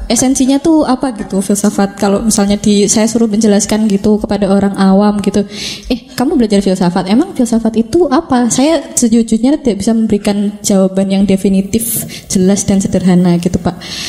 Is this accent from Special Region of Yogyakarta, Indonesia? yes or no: yes; Yogyakarta, Special Region of Yogyakarta, Indonesia; asalnya dari Jogja.